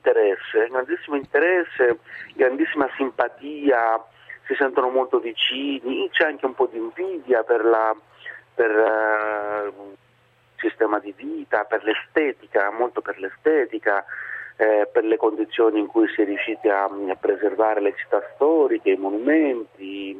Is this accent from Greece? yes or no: yes; Greece; d'Europa dentro il Parlamento greco e adesso anche al Parlamento europeo sicuramente non è che fa onore al mio paese